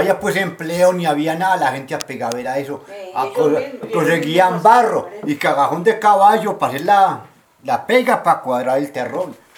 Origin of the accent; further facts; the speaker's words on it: Medellín, Antioquia, Colombia; born there; Nací en Medellín. Fecha de nacimiento, 2 de junio de 1950.